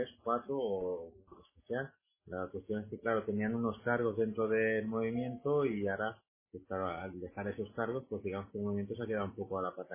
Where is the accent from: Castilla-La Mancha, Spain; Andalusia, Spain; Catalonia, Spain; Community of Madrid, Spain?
Community of Madrid, Spain; Madrid; Por mi parte, ya que soy de Madrid